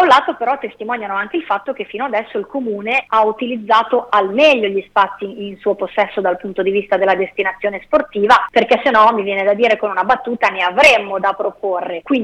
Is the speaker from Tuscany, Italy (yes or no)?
no; Bologna, Emilia-Romagna, Italy; io sono di San Donato San Vitale, è il quartiere dove sono nata e dove vivo